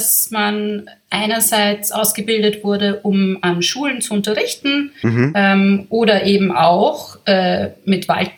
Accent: Vienna, Austria; Okay, also ich bin Wienerin. Ich bin von hier.

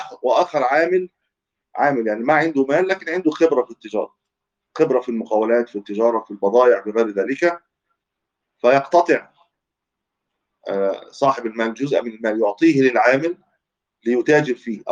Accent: Egypt; هو مشهور عندنا في مصر بالمضاربة أيضا

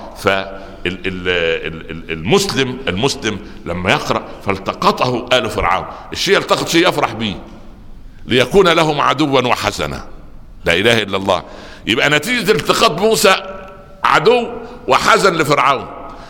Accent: Upper Egypt, Egypt; يعني يقول عندنا في الصعيد مثلا قلبي على ولد فطر وقلب ولدي علي حجر

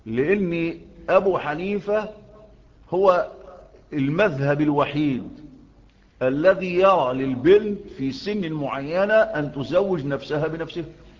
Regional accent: Egypt; لأن القانون عندنا في مصر بيلم يعني الزبالات

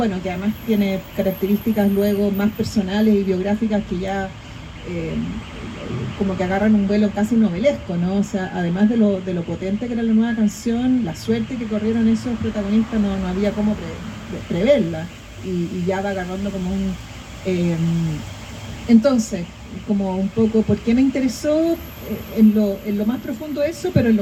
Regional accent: Chile; hay códigos que son muy elocuentes sobre cómo somos los chilenos

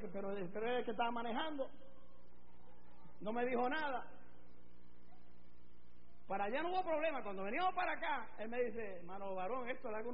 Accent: Puerto Rico; yo soy americano, ciudadano americano porque yo soy puertorriqueño, Puerto Rico pertenece a Estados Unidos, pero yo soy latino como mexicano, como el dominicano, como el cubano, como el peruano, soy latino, esta sangre es latina

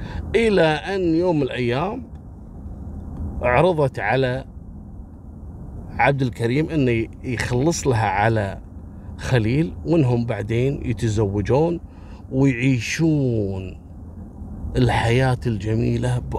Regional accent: Kuwait; عندنا في الكويت

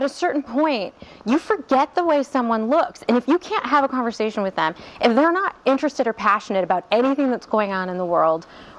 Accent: Ohio, United States; I'm from Ohio. I know a thing or two about it.

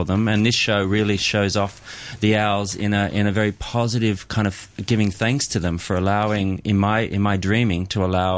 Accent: Australia; returned to Australia after many years abroad, I just went straight back to the essence of what is my hometown

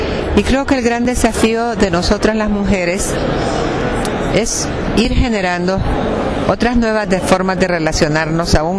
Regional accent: El Salvador; de El Salvador.

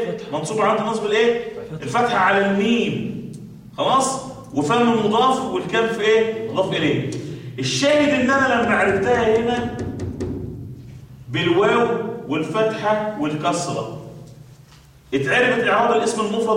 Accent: Kafr El Sheikh Governorate, Egypt; احنا عندنا في كفر الشيخ اقول لكم افشكوا سر عندنا

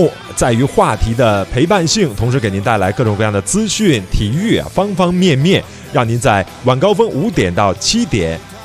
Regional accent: China; 见面不像我们中国人都问了

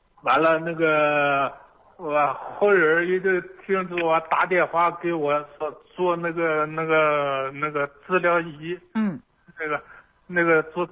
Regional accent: Dandong, Liaoning, China; 我是丹东的。

